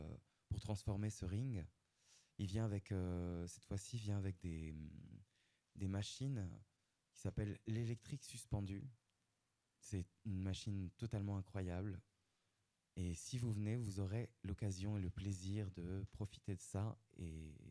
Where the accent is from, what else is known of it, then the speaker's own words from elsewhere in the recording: Occitanie, France; En Ariège, pourquoi pas. Moi, je viens d'Ariège.